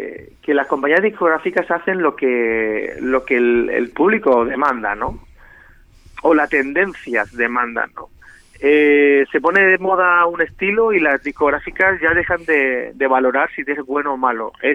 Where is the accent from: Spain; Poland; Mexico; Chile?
Spain; Region of Murcia; now in Barcelona, Spain; por mi parte como murciano que yo soy, ¿no?